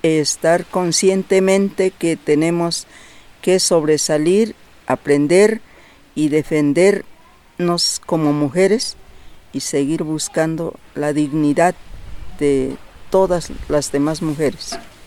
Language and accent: Spanish; Santa Lucía Mecaltepec, Oaxaca, Mexico; yo vengo de la comunidad de Santa Lucía, Mecaltepec.